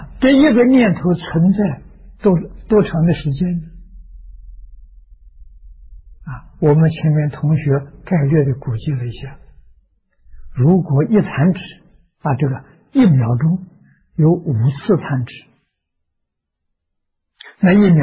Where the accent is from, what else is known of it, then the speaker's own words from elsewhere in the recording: China; 我们中国人讲万万为亿，万亿为兆啊